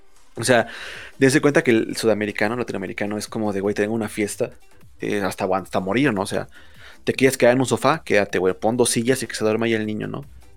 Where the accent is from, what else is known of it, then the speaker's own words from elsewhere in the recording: Mexico; Soy mexicano.